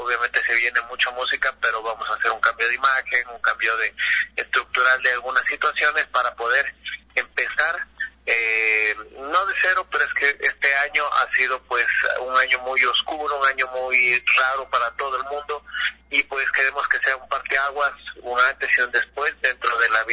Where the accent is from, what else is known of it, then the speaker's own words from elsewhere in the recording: Ecuador; porque nosotros somos de Ecuador